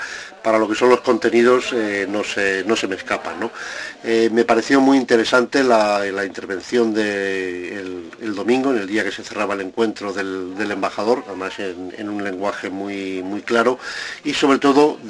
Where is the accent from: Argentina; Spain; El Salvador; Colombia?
Spain; Zaragoza, Aragon; para los que somos de aquí de Zaragoza